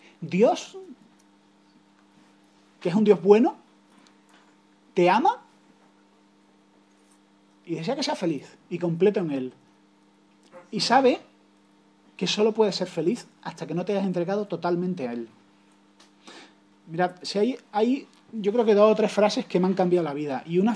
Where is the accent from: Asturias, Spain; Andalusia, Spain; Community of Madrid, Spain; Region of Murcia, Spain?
Andalusia, Spain; Yo que tengo, como andaluz, tengo una vena humorística